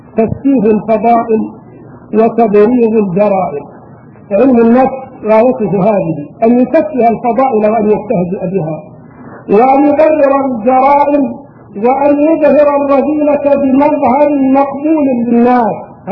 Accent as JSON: {"language": "Arabic", "country": "Egypt", "said": "واذكر ايام اقامتي هناك وكم في بلادي مصر من صالحين"}